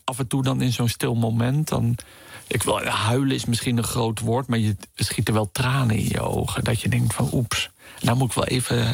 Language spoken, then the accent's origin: Dutch; Netherlands; Dus je moet dan als Nederlander moeite doen om daar echt van bij hun te horen.